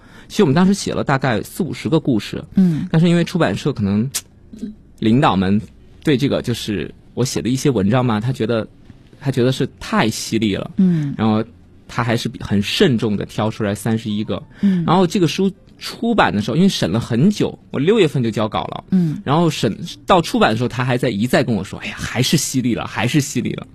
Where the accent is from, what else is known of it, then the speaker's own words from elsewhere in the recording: Chengdu, Sichuan, China; also born or lived in Xi'an; 当时因为我们家是成都的，然后我是在成都长大的嘛，可以说成都和西安两个家吧，都有家。